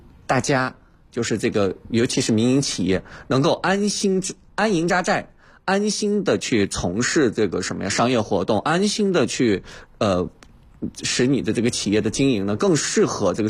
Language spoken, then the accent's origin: Chinese; Baotou, Inner Mongolia, China; 我家乡呢，我是来自内蒙古包头市的，我是家乡的是工业重镇